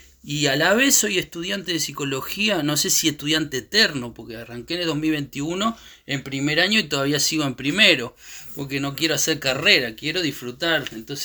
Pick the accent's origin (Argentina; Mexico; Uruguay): Uruguay; also born or lived in Chile; si bien yo soy uruguayo, pero estuve 15 años fuera, por lo tanto conozco más de Chile en estos últimos 15 años de lo que ha pasado acá